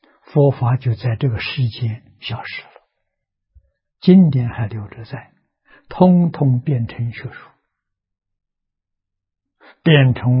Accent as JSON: {"language": "Chinese", "country": "China", "said": "我们是现代人，我们是中国人，我们的生活规范是中国古圣先贤定的"}